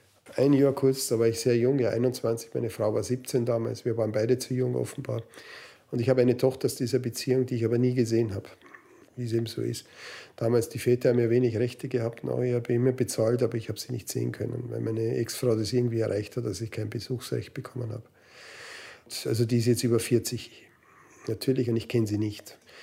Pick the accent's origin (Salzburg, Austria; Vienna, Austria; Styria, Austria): Vienna, Austria; born there; Ich bin also in Wien geboren und komme aus einer, kann man sagen, also sehr konservativen Musikerfamilie.